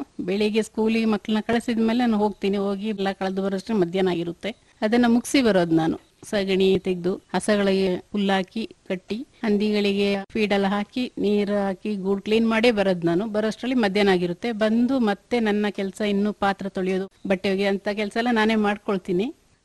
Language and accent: Kannada; Neerkolli, Karnataka, India; ಮೊದಲಿದ್ದು ನೀರ್ಕೊಲ್ಲಿ, ಅಲ್ಲಿಂದ ಅಲ್ಲಿ ನಾವು ಪ್ರಾಪರ್ಟಿ ಸೇಲ್ ಮಾಡಿ ಮತ್ತೆ ನನ್ನ ಮದುವೆ ಆದ ಮೇಲೆ ನನ್ನ ಮಗಳು ಹುಟ್ಟಿದ ಮೇಲೆ ಬಿಳಿಗೇರಿ ಬಂದು ತಗೊಂಡಿದ್ದವರು